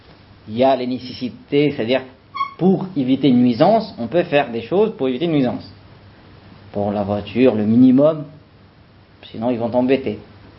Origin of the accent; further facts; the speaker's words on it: France; parce que il a vu que je viens de France